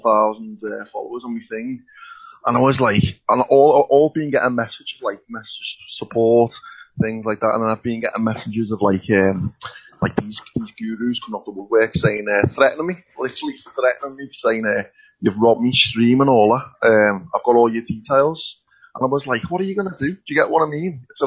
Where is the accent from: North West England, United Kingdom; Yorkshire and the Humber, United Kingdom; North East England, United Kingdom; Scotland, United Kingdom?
North West England, United Kingdom; Liverpool; I know I'm from Liverpool myself